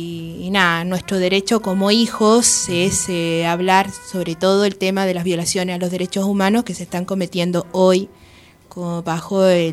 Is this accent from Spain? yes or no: no; Chile; now in Argentina; una chilena que llevo 7 meses viviendo acá.